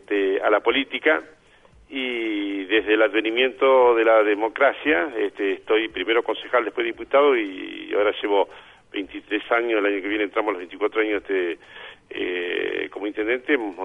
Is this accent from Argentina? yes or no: yes; Saladillo, Buenos Aires Province, Argentina; los vecinos de mi pueblo, de nuestro pueblo, de Saladillo y también de la región.